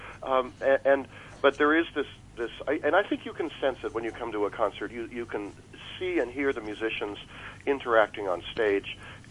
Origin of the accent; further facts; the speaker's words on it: Canada; now in Houston, United States; So I'm a Canadian living in Houston.